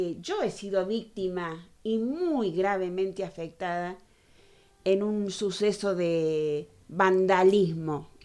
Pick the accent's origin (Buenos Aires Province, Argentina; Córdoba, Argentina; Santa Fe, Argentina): Córdoba, Argentina; Capilla del Monte; born there; Nosotros, yo soy nacida en Capilla del Monte, conozco el Capilla de ayer, conozco el Capilla de hoy.